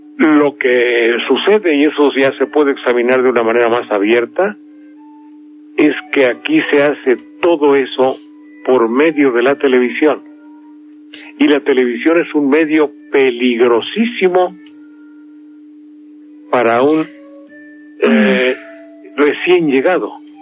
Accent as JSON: {"language": "Spanish", "country": "Mexico", "said": "Somos muchos los mexicanos que hemos perdido la fe, primero en la política, luego en las reformas"}